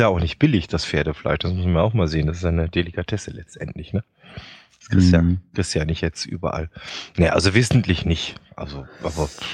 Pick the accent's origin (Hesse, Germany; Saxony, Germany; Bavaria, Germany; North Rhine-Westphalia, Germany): North Rhine-Westphalia, Germany; Weil ich bin im Rheinland groß geworden, es gab bei uns regelmäßig sonntags auch Sauerbraten mit Knödel und Rotkraut.